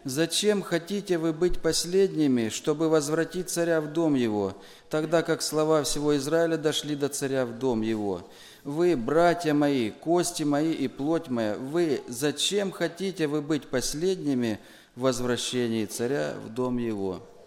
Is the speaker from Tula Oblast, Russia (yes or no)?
no; Timashevsk, Krasnodar Krai, Russia; я из Тимошевска.